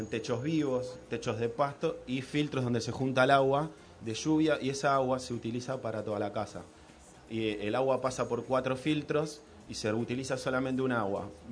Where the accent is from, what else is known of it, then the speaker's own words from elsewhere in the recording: Moreno, Buenos Aires Province, Argentina; yo, que vengo de Argentina, de Buenos Aires, y nací acá en Moreno